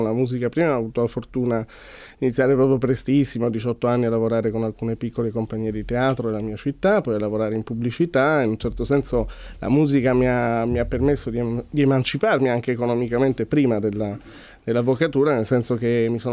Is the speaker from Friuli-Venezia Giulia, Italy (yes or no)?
yes; Pordenone, Friuli-Venezia Giulia, Italy; born there; Noi siamo nati a Pordenone, ma siamo figli di napoletani.